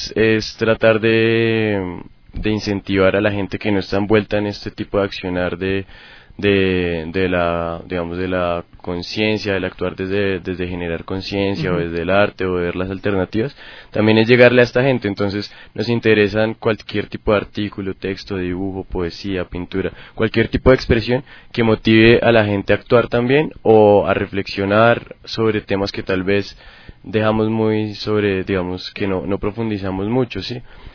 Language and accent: Spanish; Bogotá, Colombia; yo vengo de Bogotá.